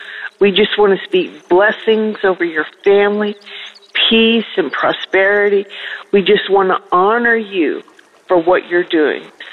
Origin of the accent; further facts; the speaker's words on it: Tulsa, Oklahoma, United States; I'm from Tulsa, Oklahoma.